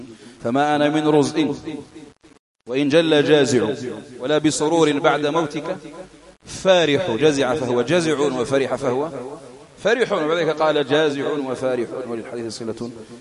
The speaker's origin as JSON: {"language": "Arabic", "country": "Algeria", "said": "التاسع عندنا في العاشر الجزائريين غدا"}